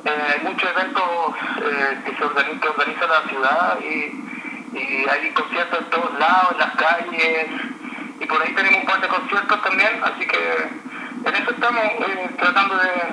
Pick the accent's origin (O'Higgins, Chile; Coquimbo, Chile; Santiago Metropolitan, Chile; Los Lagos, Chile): O'Higgins, Chile; Rancagua; now in Heidelberg, Germany; Soy de Chile. Chile es como a una hora sur de Santiago de Chile, Rancagua.